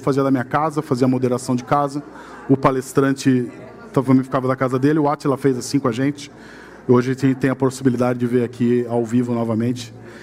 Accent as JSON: {"language": "Portuguese", "town": "Jundiaí", "region": "São Paulo", "country": "Brazil", "tie": "born there", "said": "Jundiaí, que é onde eu nasci"}